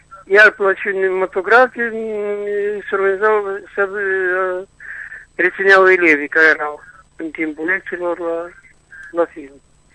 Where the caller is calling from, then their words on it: Chișinău, Moldova; din Chișinău.